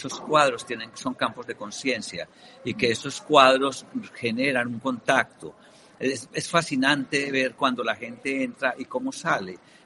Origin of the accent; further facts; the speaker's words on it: Colombia; also born or lived in Europe; Pienso que como latinoamericano, yo soy colombiano, he vivido en Europa muchos años, pero las raíces permanecen.